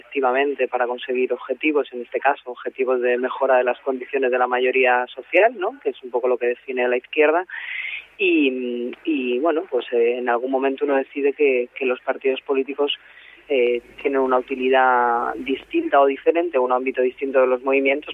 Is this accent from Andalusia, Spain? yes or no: no; Rivas-Vaciamadrid, Community of Madrid, Spain; Bueno, en mi caso yo soy de Rivas y me movía en el ámbito de los movimientos juveniles y de la militancia de barrio